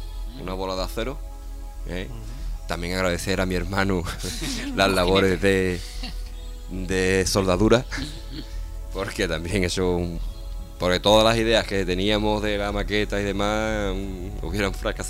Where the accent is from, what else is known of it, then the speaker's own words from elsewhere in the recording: Jerez, Andalusia, Spain; se demostró que somos de Jerez